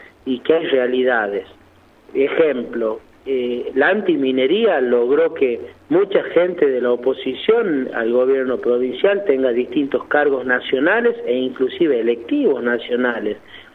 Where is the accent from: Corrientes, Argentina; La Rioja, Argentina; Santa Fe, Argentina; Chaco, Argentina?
La Rioja, Argentina; la esperanza y el optimismo como riojanos lo tenemos